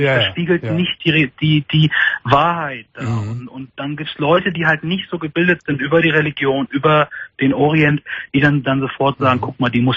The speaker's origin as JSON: {"language": "German", "country": "Germany", "said": "weil ich bin Deutscher, ich habe eine deutsche Mutter und ich sehe auch deutsch aus. Ich habe zwar nur einen anderen Glauben, aber ich fühle mich als Deutscher."}